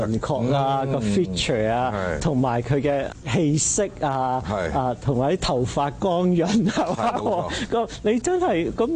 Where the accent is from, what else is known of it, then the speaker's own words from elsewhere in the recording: New Territories, Hong Kong; 雖然我喺香港出世，但係有細個有一段時間咧就喺新界住嘅。